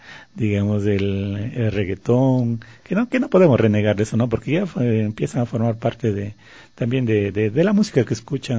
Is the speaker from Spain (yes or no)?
no; Ecuador; a la mayoría de gente nos gusta porque somos ecuatorianos, porque lo llevamos en el corazón esa música